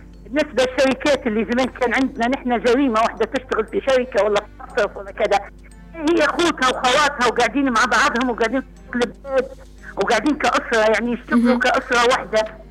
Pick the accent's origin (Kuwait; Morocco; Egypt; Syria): Syria; عدد الإناث عندنا في سوريا كلها